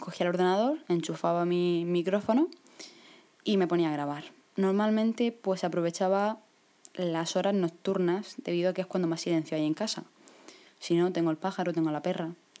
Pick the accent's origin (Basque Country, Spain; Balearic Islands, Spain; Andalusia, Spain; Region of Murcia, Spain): Region of Murcia, Spain; Murcia; pues soy de Murcia, mido 1,69.